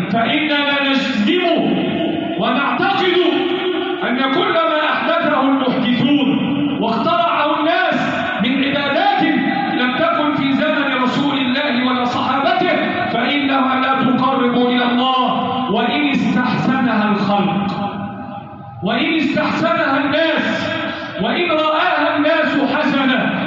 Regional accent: Egypt; اللهم احفظ بلدنا مصر وسائر بلاد

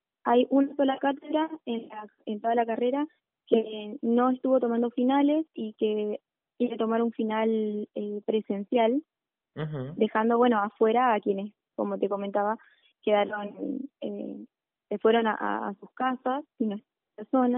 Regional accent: General Roca, Río Negro, Argentina; Sí, yo soy de Roca.

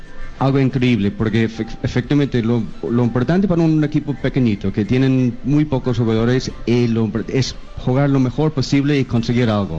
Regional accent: Belfast, Northern Ireland, United Kingdom; Spanish is a second language; Soy de Belfast

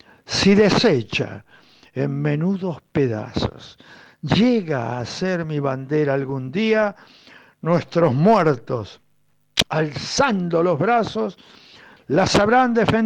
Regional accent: Argentina; Soy argentino.

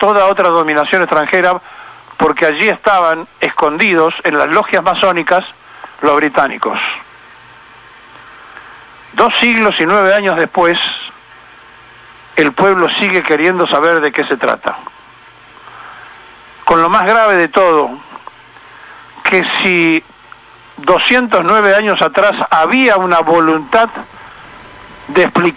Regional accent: Argentina; 2 siglos y 9 años después, miramos la misma plaza, pero no somos los mismos argentinos.

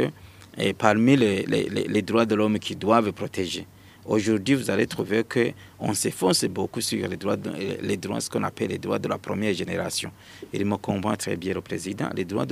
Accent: Burundi; Mais ici, chez nous, au Burundi

